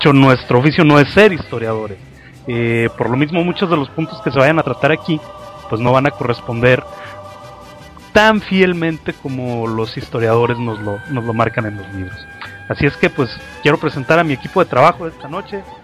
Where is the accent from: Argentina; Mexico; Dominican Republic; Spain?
Mexico; va a tener la gran ventaja, güey, de que va a estar narrado por mexicanos no de feños